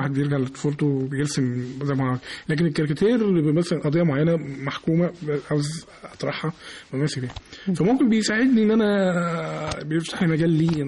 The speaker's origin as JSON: {"language": "Arabic", "country": "Egypt", "said": "الملتقى اللي احنا بنعمله بشكل سنوي في عندنا في مصر هنا في دار الأوبرا"}